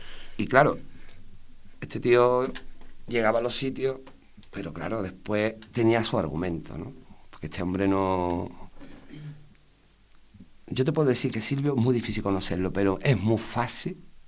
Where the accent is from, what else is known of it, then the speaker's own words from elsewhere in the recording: Spain; a nosotros los españoles, vamos a ser sinceros